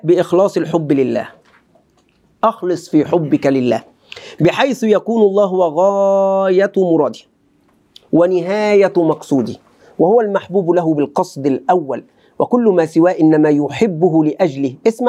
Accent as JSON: {"language": "Arabic", "country": "Egypt", "accent": "Egyptian", "said": "دايما كلمة بقى هذه تأتي على لساني سبحان الله كمصري. اللهجة المصرية تغلب."}